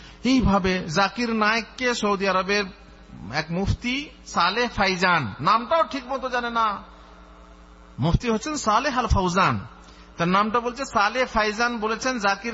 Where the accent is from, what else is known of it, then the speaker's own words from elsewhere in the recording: India; আমি হচ্ছি ইন্ডিয়ান লোক, তো আমি বাংলাদেশের এনজিও সম্পর্কে কি জানবো?